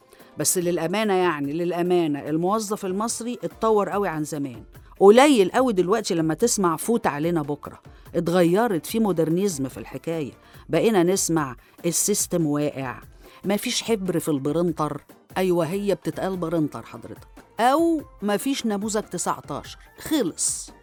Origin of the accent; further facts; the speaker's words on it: Egypt; وكعادتنا كمصريين هوايتنا الاختصار والاختزال في كل حاجة